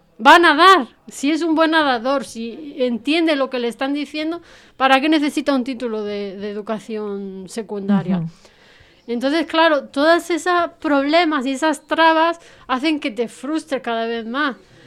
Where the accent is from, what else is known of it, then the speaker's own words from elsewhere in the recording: Spain; soy española y le puedo ayudar